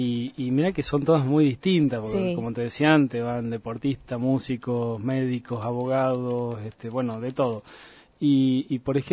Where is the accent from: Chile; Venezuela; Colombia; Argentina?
Argentina; Jujuy; Sí, en Jujuy me dedicaba mucho al turismo también